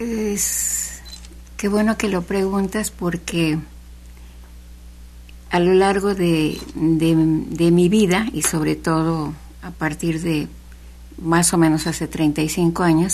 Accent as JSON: {"language": "Spanish", "town": "Xalapa", "region": "Veracruz", "country": "Mexico", "tie": "born there", "said": "Yo nací en Jalapa."}